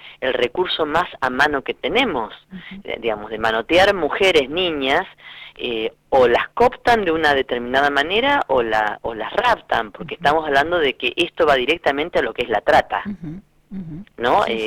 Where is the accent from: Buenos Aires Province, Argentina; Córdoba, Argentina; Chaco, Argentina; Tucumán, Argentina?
Buenos Aires Province, Argentina; Lincoln; moved away; si bien yo soy oriunda de Lincoln, provincia de Buenos Aires, el sexilio me llevó a marcharme de mi ciudad muy joven